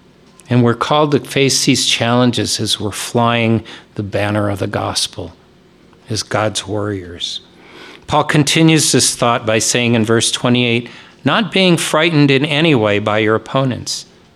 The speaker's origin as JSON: {"language": "English", "country": "United States", "said": "Now, one of the huge blessings of being an American is that we have the privilege of freedom of religion."}